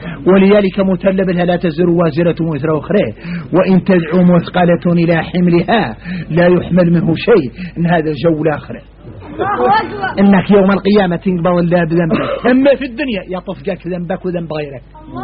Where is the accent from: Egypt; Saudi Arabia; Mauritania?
Mauritania; نحن موريتاني